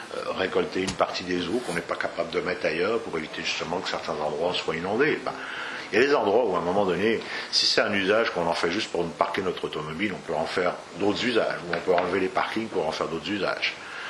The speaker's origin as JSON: {"language": "French", "town": "Lyon", "region": "Auvergne-Rhône-Alpes", "country": "France", "said": "Je ne sais pas parce que je suis lyonnais, mais c'est vrai."}